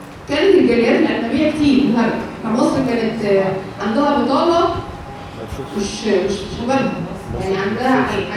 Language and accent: Arabic; Egypt; احنا كمصريين كان بتاعنا كان عبارة عن حدود كده